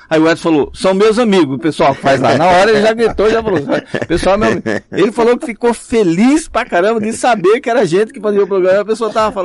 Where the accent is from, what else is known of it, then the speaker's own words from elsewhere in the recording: Patamuté, Bahia, Brazil; Rapaz, esse livro meu, até em Patamuté tem. Na minha terra.